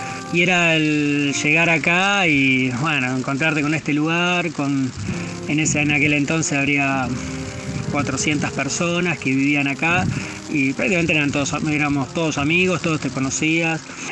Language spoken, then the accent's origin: Spanish; Buenos Aires Province, Argentina; Y vivir acá creo que es, me recuerda mucho a mi infancia, lo que era, yo vengo de Buenos Aires, provincia de Buenos Aires